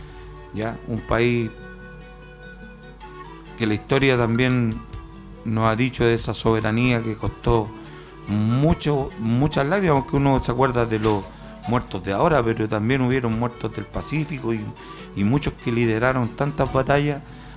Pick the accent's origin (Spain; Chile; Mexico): Chile; Tenemos que hacer cosas que nos llenan de orgullo como chilenos